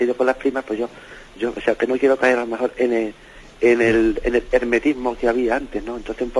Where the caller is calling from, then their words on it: Seville, Andalusia, Spain; aquí de Sevilla, sí, mire.